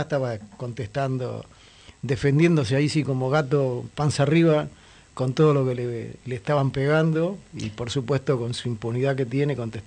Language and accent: Spanish; Buenos Aires, Argentina; obviamente, para quienes somos de la Ciudad de Buenos Aires